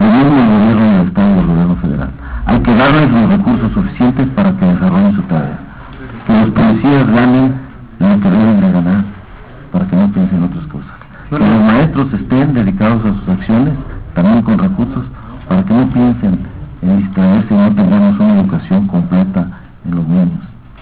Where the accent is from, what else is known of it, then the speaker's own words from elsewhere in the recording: Cosío, Aguascalientes, Mexico; Yo nací en Aguascalientes, yo aquí vivo, yo soy del municipio de Cocío.